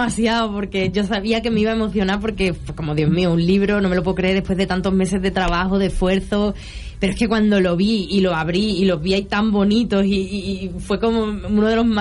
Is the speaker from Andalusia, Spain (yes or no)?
yes; Andalusia, Spain; A mí me gusta mucho Andalucía, mi tierra...